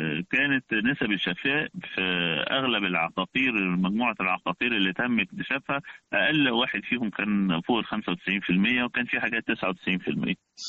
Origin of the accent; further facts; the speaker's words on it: Egypt; عدد المصابين بالفيروس عندنا في مصر